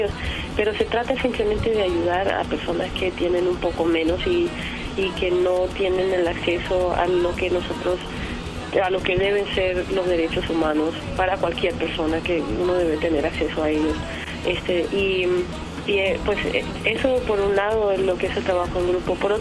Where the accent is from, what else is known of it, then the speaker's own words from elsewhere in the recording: Mexico; yo también siento que vengo de México, también vengo de, porque he crecido en estos, todos estos países.